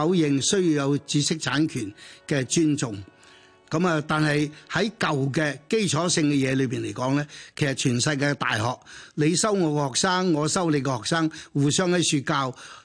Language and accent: Cantonese; China; 所以我哋中國人無論你食肉，亦或係我哋食豆腐，都需要大量呢啲咁嘅蛋白質。